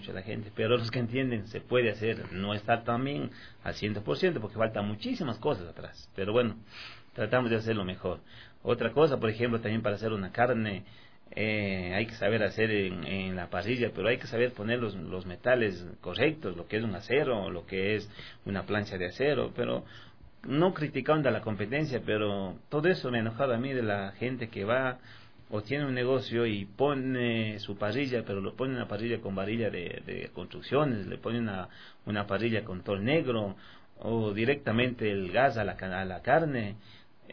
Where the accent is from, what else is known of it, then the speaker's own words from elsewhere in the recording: Ecuador; como somos ecuatorianos, también tenemos unos tres platitos de la costa